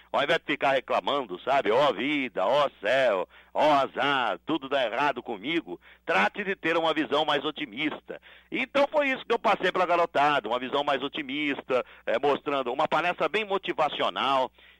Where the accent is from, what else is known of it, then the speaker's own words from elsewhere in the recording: Sorocaba, São Paulo, Brazil; born there; eu nasci em Sorocaba, rapaz, uma cidade, uma família simples